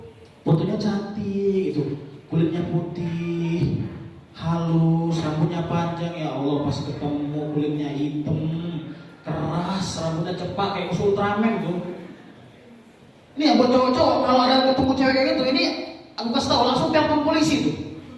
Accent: Medan, North Sumatra, Indonesia; Dan teman-teman, aku dari Medan

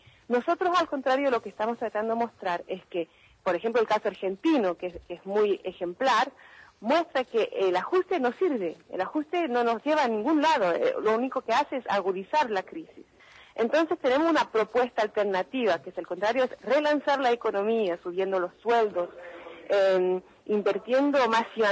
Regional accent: Valparaíso, Chile; born there; yo nací en Chile, nací en Valparaíso.

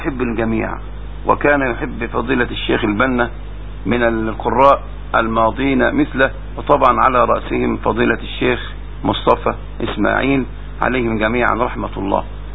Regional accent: Minyat Mahallat Damanah, Dakahlia, Egypt; ولكن أذكر موقف في قريتي. توفى في هذه القرية منية محل الدمنة رجلان كبيران

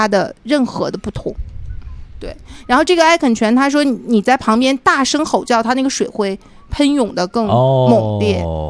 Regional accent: Beijing, China; 我说我从北京来的，

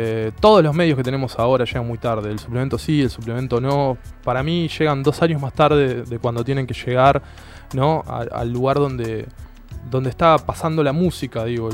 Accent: Ituzaingó, Buenos Aires Province, Argentina; yo soy de Ituzaingó, ¿no? Y conozco el oeste, pero esto es un oeste más profundo, ¿no?

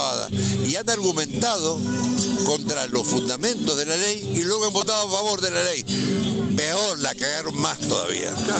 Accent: Godoy Cruz, Mendoza, Argentina; El martes próximo empezamos en Godoy Cruz. Yo soy de Godoy Cruz.

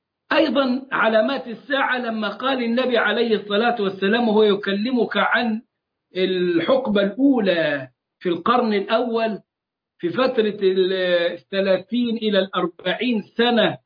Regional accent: Egypt; الذي حدث عندنا في مصر

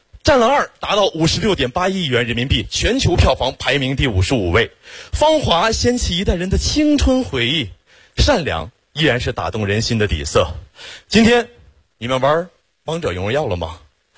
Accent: Xiong'an, Hebei, China; 土生土长的雄安人，从小在那长大

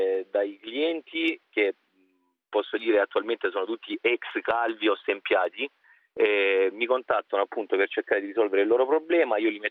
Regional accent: Aradeo, Apulia, Italy; Sono della provincia di Lecce, di Aradeo. Ho già 32 anni

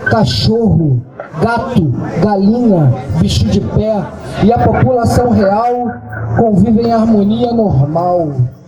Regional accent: Rio de Janeiro, Brazil; born there; na área onde eu nasci. Independente dos lugares, por onde eu andei.

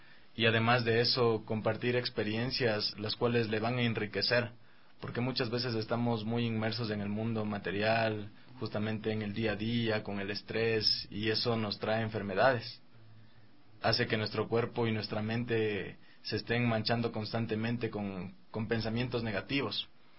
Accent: Riobamba, Chimborazo, Ecuador; Desde pequeño, porque yo crecí justamente en Riobamba.

